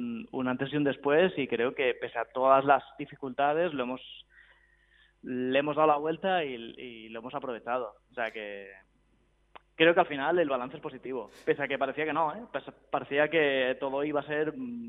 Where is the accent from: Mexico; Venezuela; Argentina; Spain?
Spain; Barcelona, Catalonia; Nosotros somos de Barcelona.